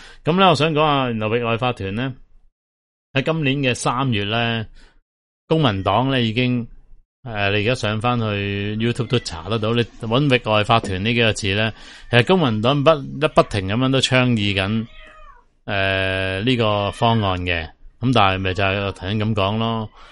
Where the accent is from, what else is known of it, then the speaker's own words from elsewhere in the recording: Hong Kong; 即係士頭婆，即係我哋香港人，即係硬係要排外